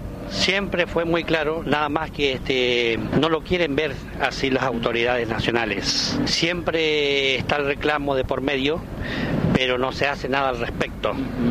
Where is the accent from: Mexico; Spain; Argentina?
Argentina; somos todos hermanos argentinos.